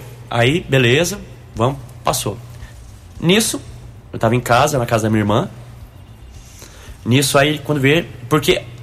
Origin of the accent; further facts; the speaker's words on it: Guaxupé, Minas Gerais, Brazil; Aí, de onde você é? Sou de Guaxupé. Terra boa, hein? Terra do leite.